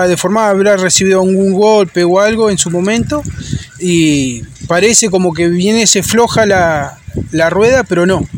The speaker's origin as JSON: {"language": "Spanish", "country": "Argentina", "said": "Yo soy argentino, Virginia, mi esposa, es uruguaya."}